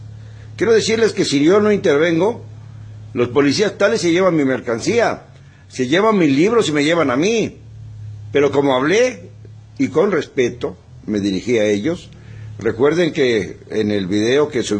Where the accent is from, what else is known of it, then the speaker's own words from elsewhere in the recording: Mexico; Somos nosotros, los mexicanos, los que tenemos que hacer el papel de mandantes